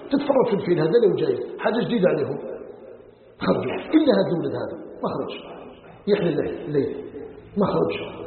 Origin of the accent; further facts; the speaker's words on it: Algeria; أن يجعل بلدنا الجزائر بلدا آمنا مطمئنا وسائر بلاد المسلمين